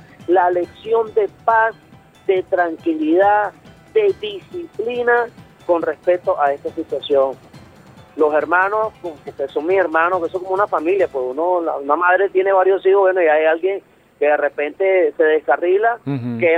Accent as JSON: {"language": "Spanish", "country": "Venezuela", "said": "expresar todo lo que nosotros sentimos como venezolanos."}